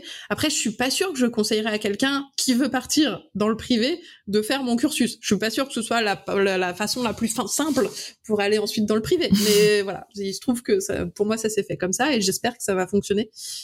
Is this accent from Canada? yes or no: no; Brittany, France; now in Lyon, France; Moi, je suis bretonne. C'est blanc. Ça doit être du granit.